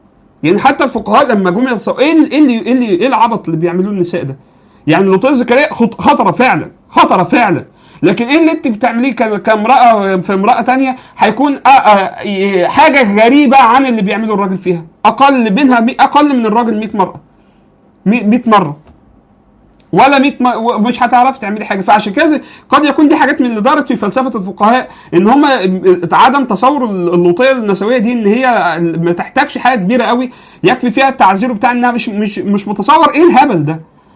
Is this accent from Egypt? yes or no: yes; Egypt; عندنا في مصر